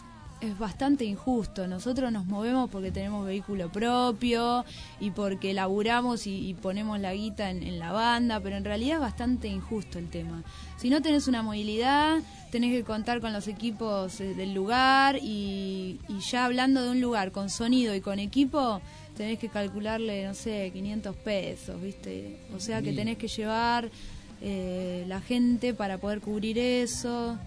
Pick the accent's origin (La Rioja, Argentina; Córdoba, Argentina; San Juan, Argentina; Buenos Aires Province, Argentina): Buenos Aires Province, Argentina; Lomas del Mirador; Yo soy de Lomas del Mirador y con Jime, las dos somos de Lomas del Mirador